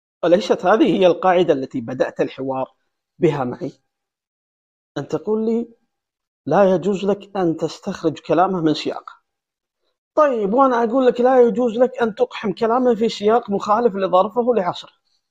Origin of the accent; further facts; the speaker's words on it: Saudi Arabia; أنا مواطن سعودي، عندي بطاقة هوية مكتوب فيها مواطن سعودي، وعندي دولة اسمها المملكة العربية السعودية